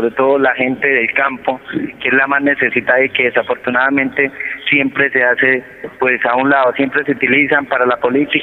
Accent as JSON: {"language": "Spanish", "town": "Jaime", "region": "Cundinamarca", "country": "Colombia", "said": "Realmente soy del municipio de Jaime, Cundinamarca"}